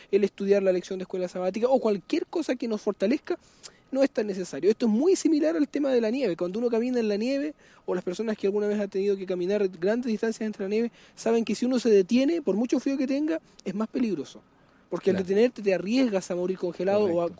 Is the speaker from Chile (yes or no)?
yes; Chile; como buen chileno, haciendo una acotación, dejaríamos todo para el final